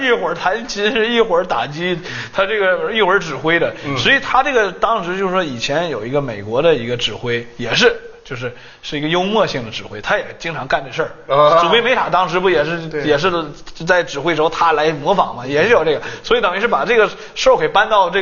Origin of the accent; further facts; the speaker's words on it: China; 因为我觉得作为一个中国人